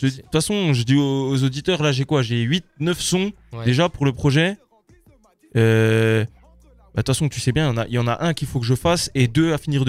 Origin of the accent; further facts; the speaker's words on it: Cape Verde; Moi, je suis originaire du Cap-Vert.